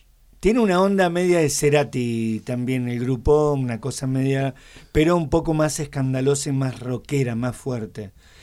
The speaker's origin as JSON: {"language": "Spanish", "town": "San Marcos Sierra", "region": "Córdoba", "country": "Argentina", "said": "Yo soy de San Marcos Sierra."}